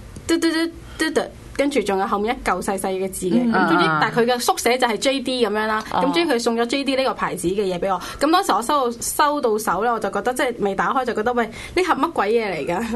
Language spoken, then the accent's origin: Cantonese; Shenzhen, Guangdong, China; now in Hong Kong; 就去咗深圳我老家。